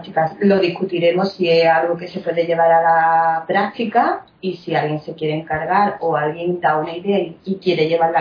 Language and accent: Spanish; Málaga, Andalusia, Spain; Yo soy malagueña.